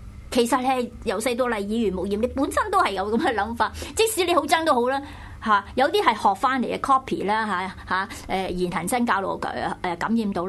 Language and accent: Cantonese; Chaozhou, Guangdong, China; 我覺得我哋以前嗰個年代，我哋潮州人咧就好慳嘅